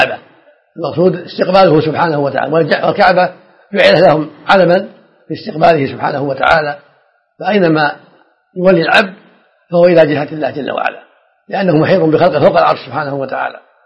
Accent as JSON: {"language": "Arabic", "town": "Riyadh", "region": "Riyadh Province", "country": "Saudi Arabia", "tie": "born or raised there", "said": "ودرست العلم وأنا صغير في الرياض على مشايخ عدة"}